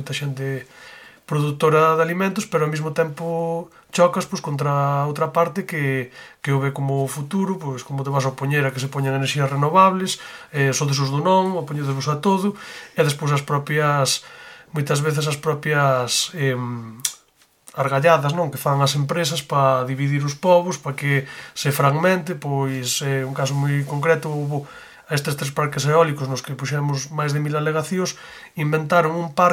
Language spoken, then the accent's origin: Galician; A Pontenova, Galicia, Spain; Bueno, eu veño do Concello de Pontenova.